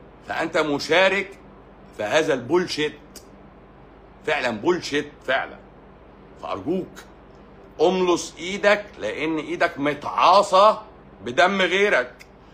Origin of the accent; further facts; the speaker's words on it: Egypt; انا مصري.